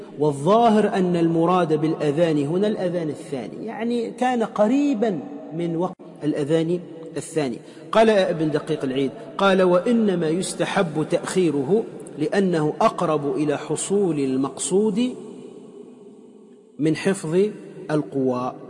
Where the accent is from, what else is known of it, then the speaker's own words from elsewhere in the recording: Tunisia; وأنا أعلم في مدينتي في تونس